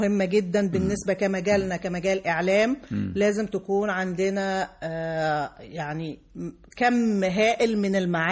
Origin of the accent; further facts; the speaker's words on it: North West, Tunisia; أنا من الشمال الغربي.